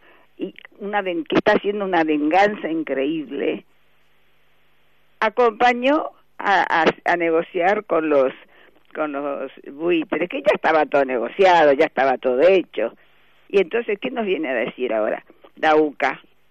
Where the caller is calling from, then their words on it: Recoleta, Buenos Aires, Argentina; de Recoleta.